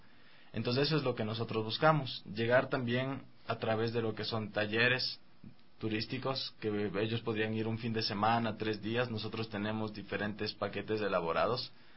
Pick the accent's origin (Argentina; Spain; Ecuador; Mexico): Ecuador; Riobamba, Chimborazo; Desde pequeño, porque yo crecí justamente en Riobamba.